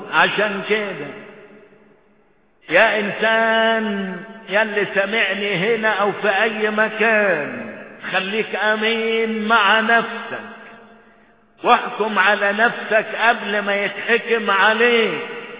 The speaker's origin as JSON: {"language": "Arabic", "country": "Egypt", "said": "بالنسبة لأحداث بلدنا مصر"}